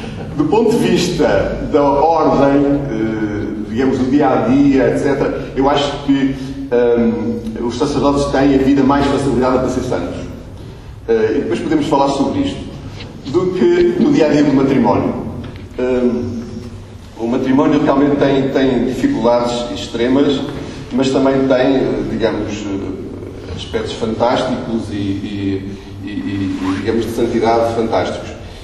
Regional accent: Trás-os-Montes, Portugal; Eu vivo, como disse, eu sou transmontano.

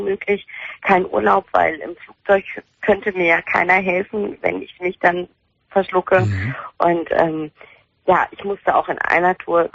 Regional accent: Turkey; Ich bin Türkin und ist ein richtiger Name.

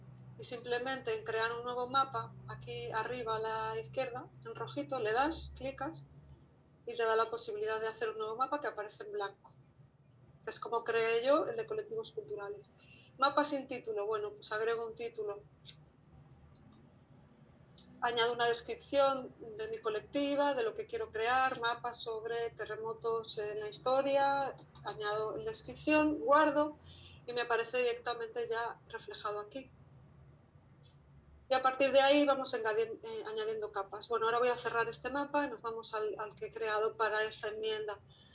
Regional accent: Galicia, Spain; first language Galician; Spanish is a second language; perdón que lo tengo en lengua gallega porque es la lengua, mi lengua madre

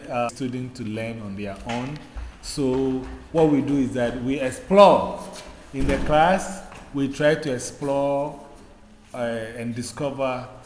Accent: Ghana; born there; I was born in Ghana. I was born in Ghana in West Africa

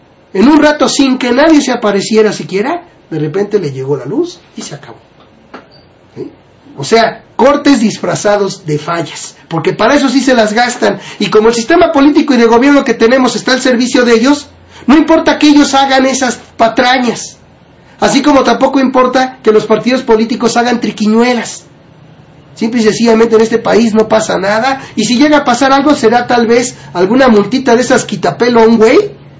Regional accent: Argentina; now in Mexico; Pánico a las privatizaciones tengo, soy de Argentina y ya hemos pasado por esto.

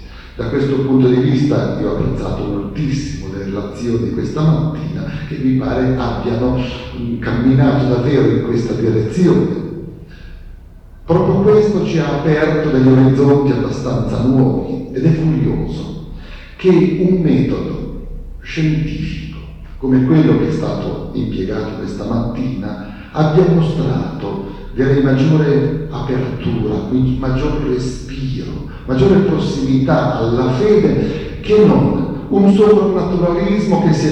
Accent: Savona, Liguria, Italy; now in Trento, Italy; vengo da Savona, ma sono insegnante qui all'Istituto di Trento, quindi sono trentino in questo.

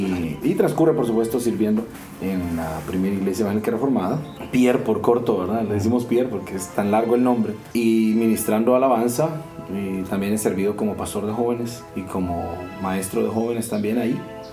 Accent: San Pedro Sula, Cortés, Honduras; born there; Nací en San Pedro Sula. Vengo de una familia con un trasfondo bastante religioso, voy a decir.

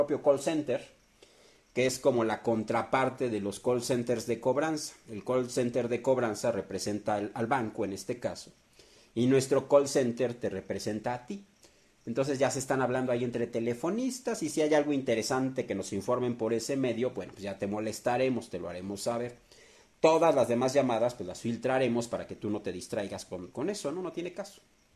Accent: Mexico; Esto nos va a fortalecer como pueblo, como mexicanos, nos va a hacer más fuertes.

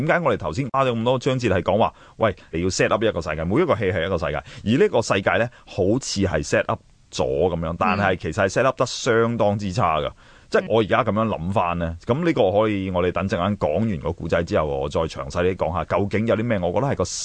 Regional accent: China; 我哋中国人真系好伟大嘅，一个嬲字

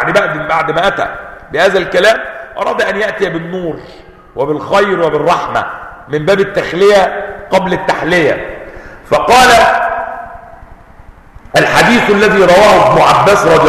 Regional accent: Palestine; بئر سبع عندنا في فلسطين.

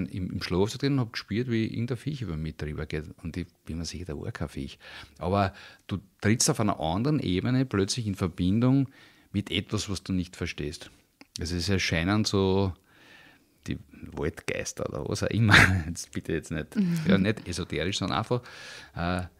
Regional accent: Vienna, Austria; weil ich bin in Wien aufgewachsen

